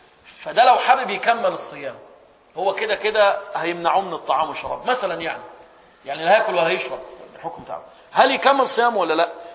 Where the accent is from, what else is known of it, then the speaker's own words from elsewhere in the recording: Egypt; سبحان الله، عندنا في مصر لما حد يدخل غرفة العمليات